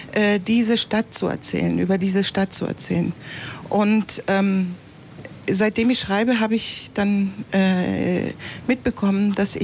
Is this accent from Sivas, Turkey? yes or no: no; Istanbul, Turkey; German is a second language; Ich komme aus der oberen Schicht. Ich komme aus Nişantaşı, die eigentlich reiche Schicht.